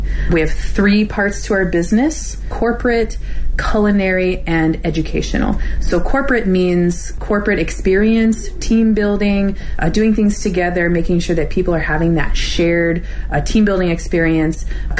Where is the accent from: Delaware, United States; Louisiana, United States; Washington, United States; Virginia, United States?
Virginia, United States; now in Beijing, China; I'm from the United States, Virginia, but my family are all from Greece